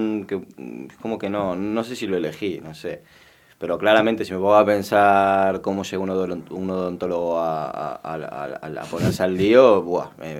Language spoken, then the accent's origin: Spanish; Madrid, Community of Madrid, Spain; now in Argentina; yo toda mi infancia la viví en Madrid. Yo en realidad me crié desde los 5 hasta los 15 en España. Y luego, bueno, pues luego volví.